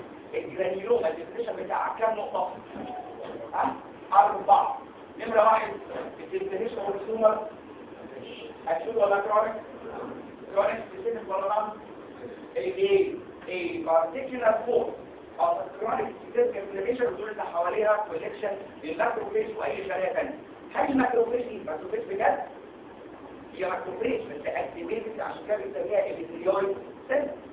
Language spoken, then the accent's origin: Arabic; Egypt; ايه اشهر باراسايت جرانيلوما عندنا في مصر؟